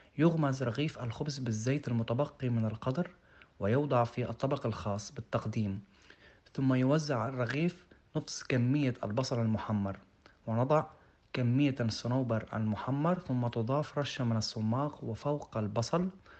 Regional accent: Palestine; من فلسطين، وسأخبركم عن أكلة المسخن

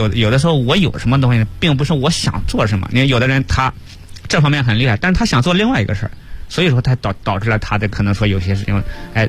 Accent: Xinjiang, China; 因为我家是新疆的，我说我就想在新疆

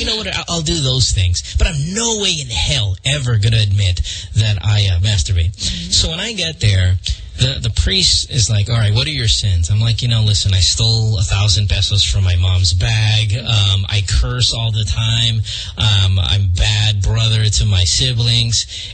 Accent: Bocaue, Central Luzon, Philippines; now in Marilao, Philippines; I grew up in Bukawe, and I live in Marilao now.

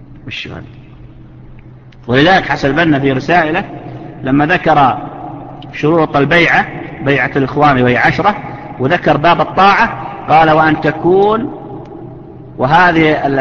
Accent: Saudi Arabia; وحنا تعرفون احنا يا سعودية هذا الوزراء ما احنا زين اخواننا الاماراتيين والعمانيين ما شاء الله عليهم

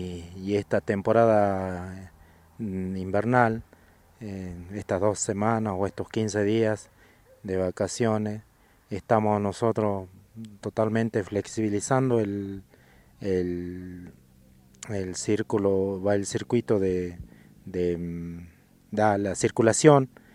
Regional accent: Jujuy, Argentina; nosotros como jujeños o como argentinos veamos, ¿no?, nuestra realidad, lo que estamos pasando acá en Jujuy

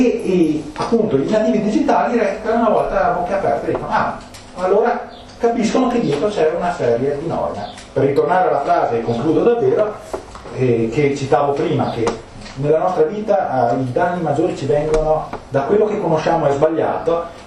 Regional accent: Trento, Trentino-Alto Adige, Italy; accent: Trentino; in dialetto trentino, perché come avete capito dal mio accento, che culo, qui venendo all'estero, vengo da Trento.

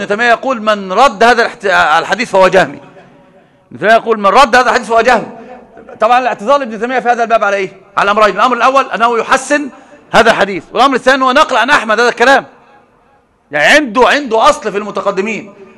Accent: Egypt; هو رجل كان في الإمارات فقال لي أنت منين؟ من مصر.

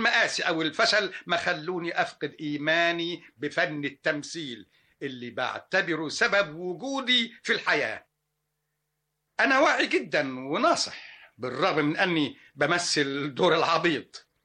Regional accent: Alexandria, Alexandria Governorate, Egypt; born there; سني مش هقول لكم عليه، ولا اقول لكم 59 شهر طبعا، من مواليد الأسكندرية.

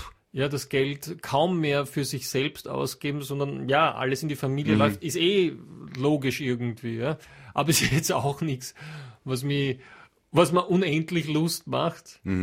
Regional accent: Austria; bei uns in Österreich

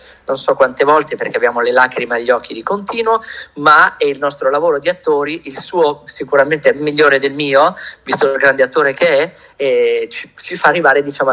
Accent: Milan, Lombardy, Italy; also born or lived in Emilia-Romagna; io sono mezzo milanese e mezzo romagnolo, come sentirete non è che parlo come ventino, no?

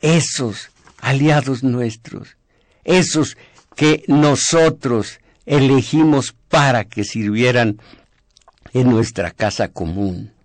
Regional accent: Mexico; Fíjense cómo somos mexicanos, tenemos que agregar films

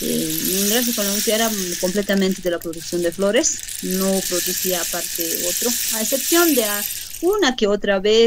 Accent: Tiquipaya, Cochabamba, Bolivia; soy del municipio de Tiquipaya, mi comunidad es Tolapuro, soy del distrito 3.

